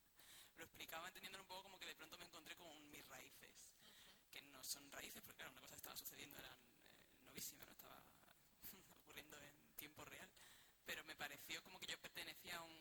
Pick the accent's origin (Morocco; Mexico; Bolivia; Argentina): Morocco; de donde yo vengo, somos Marruecos, somos Norte de África.